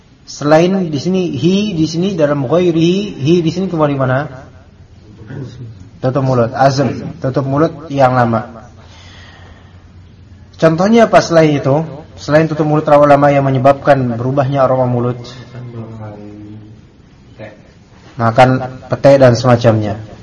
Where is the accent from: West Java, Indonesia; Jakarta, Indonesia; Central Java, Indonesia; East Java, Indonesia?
Jakarta, Indonesia; biasanya kalau di masjid-masjid di kita nih Betawi